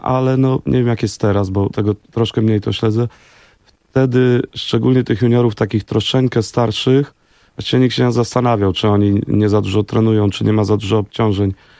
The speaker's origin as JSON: {"language": "Polish", "town": "Warsaw", "region": "Masovian Voivodeship", "country": "Poland", "said": "ja jestem z Grochowa częściowo jestem ze Stegiem, to jak zwykle w Warszawie, tam ludzie się przeprowadzają"}